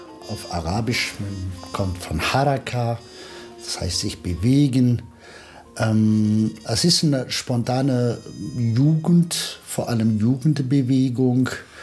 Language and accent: German; Kabylie, Algeria; moved away as an adult; now in Germany; Ich bin geboren in Algerien, in der Kabylei. Dort habe ich meine Schulzeit gemacht und Abitur und auch 3 Jahre versucht, Arzt zu werden.